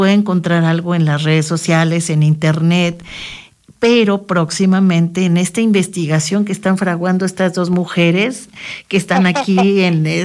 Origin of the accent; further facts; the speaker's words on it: Mexico City, Mexico; pues toda una etapa de mi adolescencia, de mi parte de mi infancia en Ciudad de México